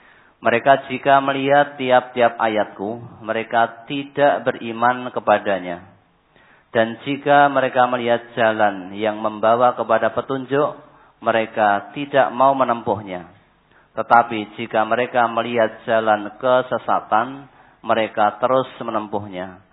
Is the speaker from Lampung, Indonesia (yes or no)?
yes; Lampung, Indonesia; jika sudah kembali ke daerah asal saya di Lampung